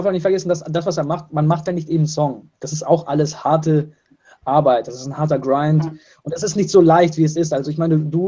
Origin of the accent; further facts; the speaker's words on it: Russia; Leo und ich, wir kommen beide aus Russland